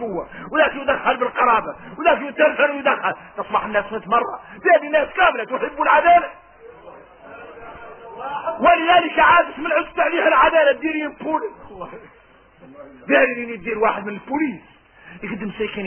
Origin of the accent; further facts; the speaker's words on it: Mauritania; احنا موريتاني تعودنا من الليل والسنين